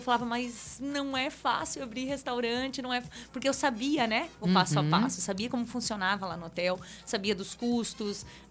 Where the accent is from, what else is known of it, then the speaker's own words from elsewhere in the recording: Foz do Iguaçu, Paraná, Brazil; also born or lived in Mato Grosso; Sou daqui de Foz.